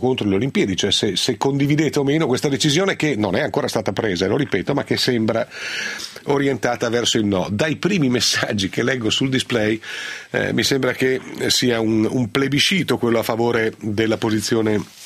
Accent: Piedmont, Italy; esagerumanen, come si dice nelle mie parti in Piemonte.

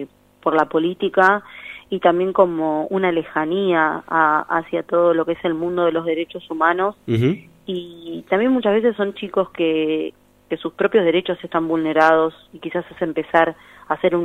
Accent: Buenos Aires, Argentina; yo soy de Pompeya

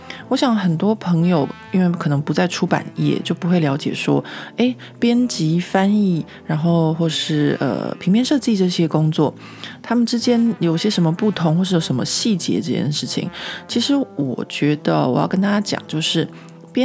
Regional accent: Taiwan; 他们只是因为我是一个台湾人

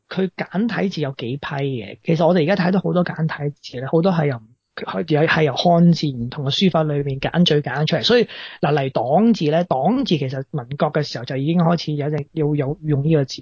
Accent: China; 我点解会觉得我系中国人呢？

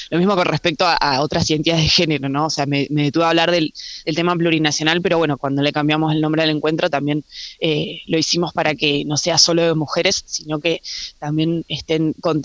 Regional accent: Bariloche, Río Negro, Argentina; o sea, sí, soy acá de Bariloche.

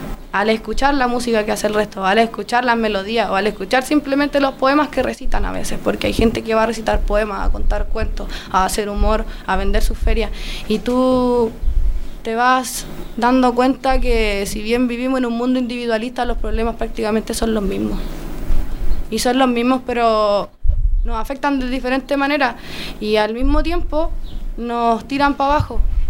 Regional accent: Linares, Maule, Chile; also born or lived in Santiago; yo viví en Santiago un tiempo, 2 años. Pero yo soy de acá. Yo nací aquí. Yo nací en Linares.

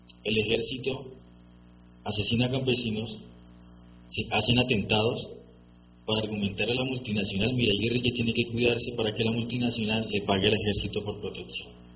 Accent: Spain; porque yo soy de España, ¿no?

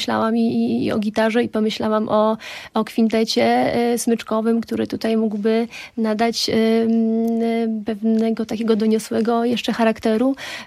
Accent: Roztocze, Poland; accent: Roztocze; wywodzę się z Roztocza, mój taki roztoczański zaśpiew, jeśli chodzi o linię melodyczną

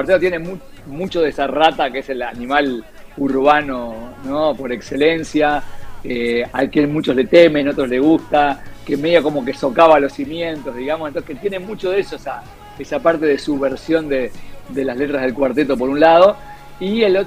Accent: Uruguay; somos las bandas que como que más salimos, digamos, de aquí de Uruguay

